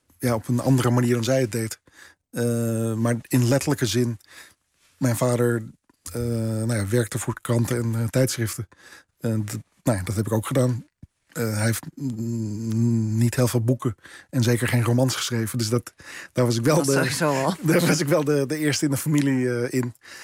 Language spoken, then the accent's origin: Dutch; Netherlands; Nou ja, ik ben een Nederlander. Ik heb een Nederlands paspoort. Ik ben hier geboren. Maar niet. Ja, niet op dezelfde manier als als zeg maar niet-Joodse witte Nederlanders.